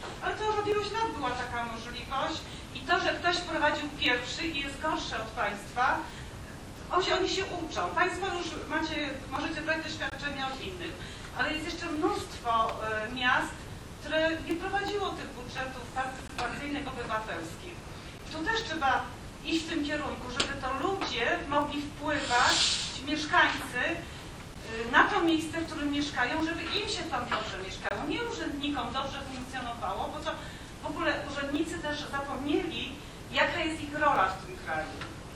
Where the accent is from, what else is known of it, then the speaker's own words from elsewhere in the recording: Katowice, Silesian Voivodeship, Poland; Ja jestem z Katowic